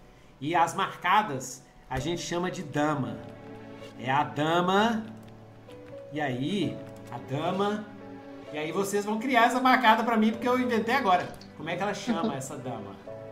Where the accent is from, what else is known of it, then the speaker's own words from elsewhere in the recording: Brazil; Eu sou brasileiro, pô!